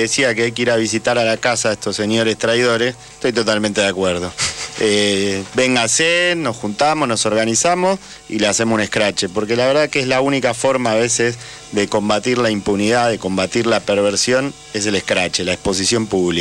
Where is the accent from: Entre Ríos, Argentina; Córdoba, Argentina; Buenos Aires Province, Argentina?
Buenos Aires Province, Argentina; San Bernardo; Tengo mi infancia ahí en San Bernardo.